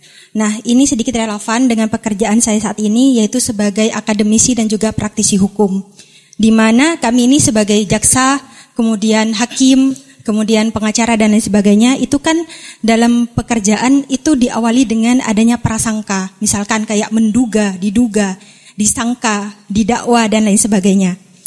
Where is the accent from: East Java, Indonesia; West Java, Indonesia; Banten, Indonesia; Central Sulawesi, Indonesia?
East Java, Indonesia; Malang; saya dari Malang.